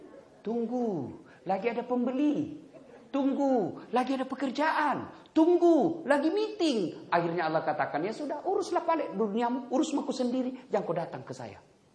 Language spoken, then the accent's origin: Indonesian; South Sulawesi, Indonesia; Oh, itu Bugis pinggirang. Kalau saya Bugis modern.